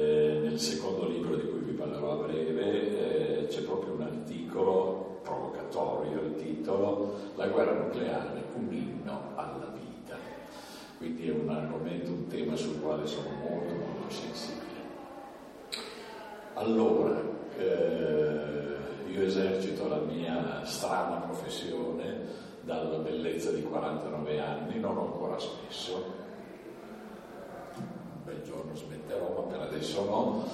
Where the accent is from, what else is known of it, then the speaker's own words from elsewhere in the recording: Turin, Piedmont, Italy; now in Collalbo, Italy; sono un immigrato. Sono qui da 13 anni e vengo da Torino e ho avuto la grande fortuna di trovare un paese dove vivere e dove mi trovo veramente molto a mio agio, che è Collalbo.